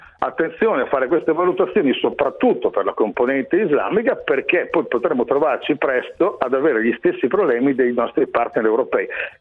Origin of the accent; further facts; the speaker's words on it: Emilia-Romagna, Italy; io sono emiliano, nelle fonderie in zona, nella zona di Reggio Emilia